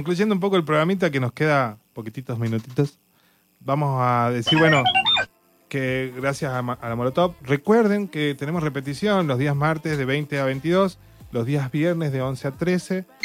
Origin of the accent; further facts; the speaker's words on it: Argentina; si en Estados Unidos pasa algo con la neutralidad de la red, la perdemos como argentinos.